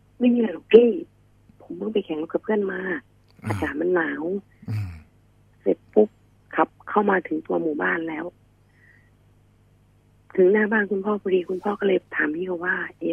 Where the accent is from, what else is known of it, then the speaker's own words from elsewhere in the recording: Ubon Ratchathani, Thailand; born there; บ้านเกิดอยู่ที่จังหวัดอุบลราชธานี